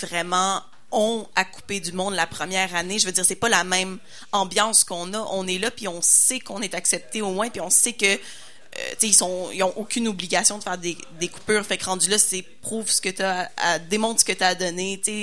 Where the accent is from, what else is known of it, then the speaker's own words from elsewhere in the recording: Quebec, Canada; Moi, je viens des Laurentides.